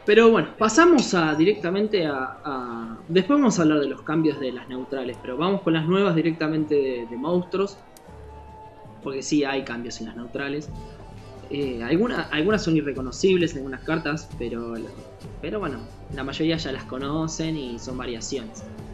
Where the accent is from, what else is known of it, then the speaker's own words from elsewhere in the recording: Argentina; nosotros somos, no sé si la mayoría que nos escucha somos argentinos y vamos a empezar a crear palabras de la nada.